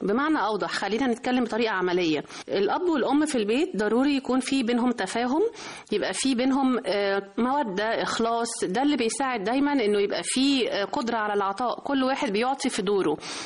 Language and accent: Arabic; Egypt; وإحنا طبعا المصريين يعني خير أجناد الأرض، فمعروفة قوي إنه إحنا كمصريين